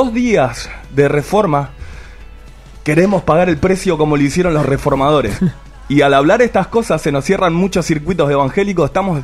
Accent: Quilmes, Buenos Aires Province, Argentina; no sé cómo será en otro lado, yo soy de Quilmes.

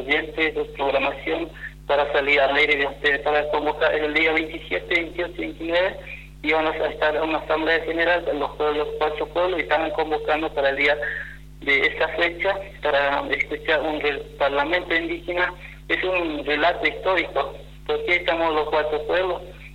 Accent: Formosa, Argentina; somos de Formosa

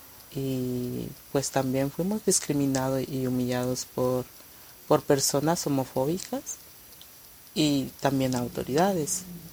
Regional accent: Guatemala; Soy de Guatemala. Tengo 26 años de edad.

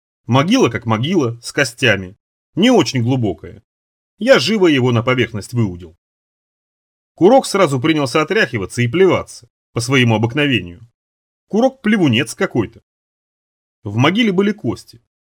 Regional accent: Rybinsk, Yaroslavl Oblast, Russia; born there; Вот у нас, ну, там, где я родился, в Рыбинске почти, там совсем по-другому все, не так.

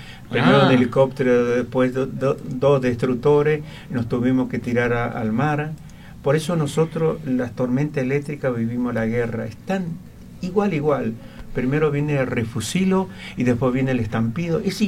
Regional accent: Santiago del Estero, Argentina; also born or lived in Buenos Aires; yo nací en Capital Federal, pero a los 2 años me llevaron a Santiago del Estero. Pero Santiago del Estero en el campo, no en la ciudad, en el campo.

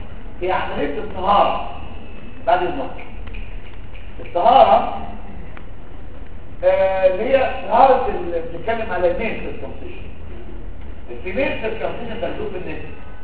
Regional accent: Egypt; عندنا في مصر الناس كلها بتطالب

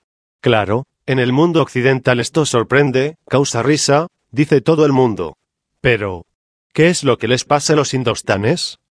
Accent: Mexico; yo no soy yucateco, yo soy un humilde habitante de Cotija, Michoacán. Pero no debemos desconocer que en la tierra yucateca tenemos nosotros, los mexicanos, muchas tradiciones.

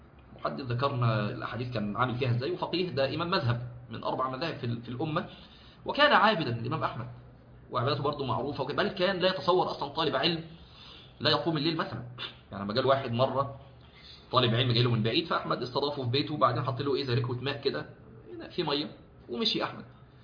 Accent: Egypt; فاحنا اظن هو السبت عندنا في مصر

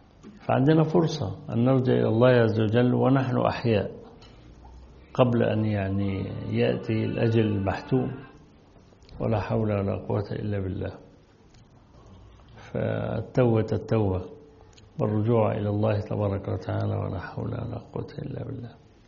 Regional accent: Egypt; وصل حتى إلى الإسكندرية عندنا في مصر

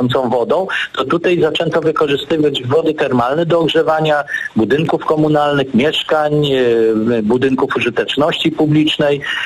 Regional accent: Sopot, Pomeranian Voivodeship, Poland; z moim rodzinnym miastem, czyli z Sopotem

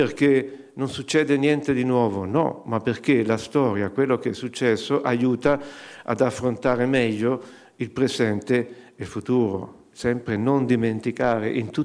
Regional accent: Arezzo, Tuscany, Italy; io sono originario di Arezzo

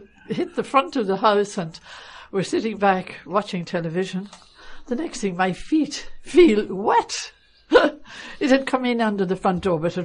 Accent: Dublin, Leinster, Ireland; now in Lanzarote, Spain; from Dublin

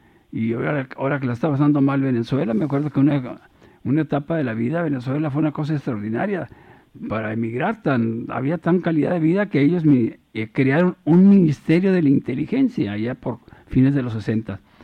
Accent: Mexico; now in Spain; yo soy mexicano, vienen gente de otros países, jóvenes, no es mi caso, yo tengo 76 años

